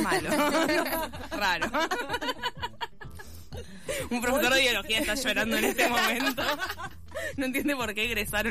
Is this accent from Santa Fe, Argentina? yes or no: no; Buenos Aires, Argentina; nacida y criada en Porteñolandia, ese cerebro cuesta tallarlo de grande